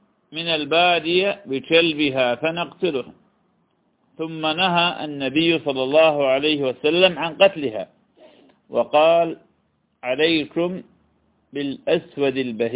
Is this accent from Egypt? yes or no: no; Iraq; accent: Iraqi; هو ما يسمى بالكلب المشلوب بلهجتنا العراقية